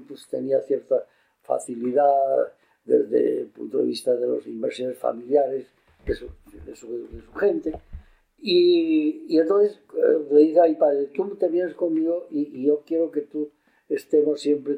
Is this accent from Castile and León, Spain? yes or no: no; Valencia, Valencian Community, Spain; born there; Yo nací en Valencia, en el año 1925.